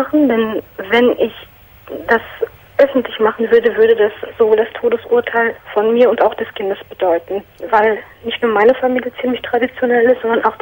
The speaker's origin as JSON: {"language": "German", "country": "Turkey", "lives_now": "Germany", "said": "Und zwar bin ich Türkin"}